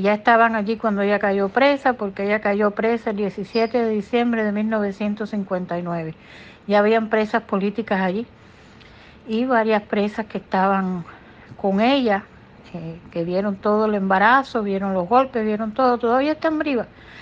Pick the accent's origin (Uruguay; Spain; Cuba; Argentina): Cuba; Guanabacoa, Havana; born there; la cárcel de Guanabacoa, que fue donde yo nací, en la cárcel de mujeres de Guanabacoa